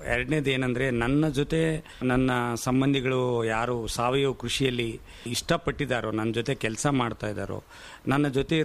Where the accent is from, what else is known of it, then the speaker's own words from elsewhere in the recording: Budugumpa, Karnataka, India; born there; ನಾನು ಹುಟ್ಟಿದ್ದು ಕಾರ್ಟಿಗೆ ಹತ್ರ ಬೂದುಗುಂಪದಿಂದ ಆಗಿರೋದ್ರಿಂದ